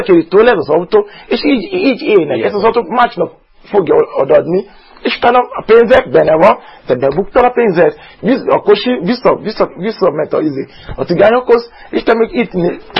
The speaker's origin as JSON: {"language": "Hungarian", "country": "Nigeria", "first_language": "Yoruba", "second_language": "Hungarian", "said": "A Yoruba. Yorubából számozok."}